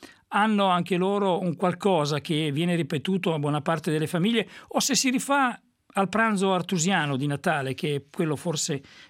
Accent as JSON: {"language": "Italian", "region": "Emilia-Romagna", "country": "Italy", "tie": "born there", "said": "Io sono romagnolo, nato a pochi chilometri da Forlimpopoli"}